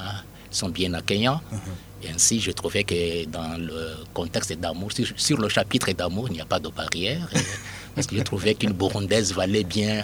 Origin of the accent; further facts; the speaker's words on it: Bukavu, South Kivu, DR Congo; quand je rentrais chez moi à Bukavu en vacances